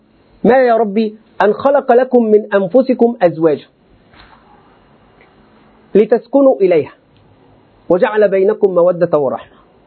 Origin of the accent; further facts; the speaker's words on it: Egypt; ولذلك حتى عندنا في مصر إلى الآن